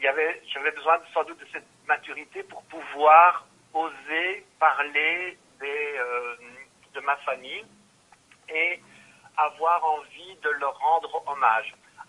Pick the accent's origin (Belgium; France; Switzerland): Belgium; born there; je suis né en Belgique, sono nato qui in Belgio, lo parlo in italiano, ma però qualche parola la so dire, ma mi manca molto il vocabolario. Donc moi, je suis né ici